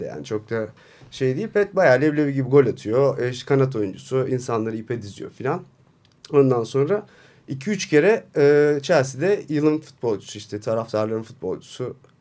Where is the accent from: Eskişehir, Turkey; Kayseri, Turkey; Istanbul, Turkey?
Eskişehir, Turkey; Ben Eskişehirliyim.